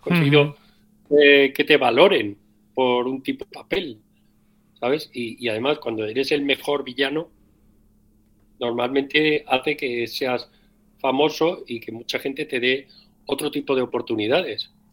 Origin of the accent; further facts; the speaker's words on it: Castilla-La Mancha, Spain; además de que somos manchegos todos